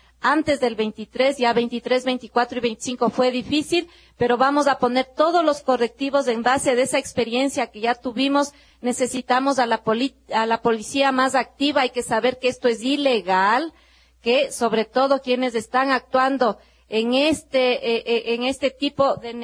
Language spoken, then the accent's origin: Spanish; Ecuador; como sociedad ecuatoriana tenemos que avanzar más.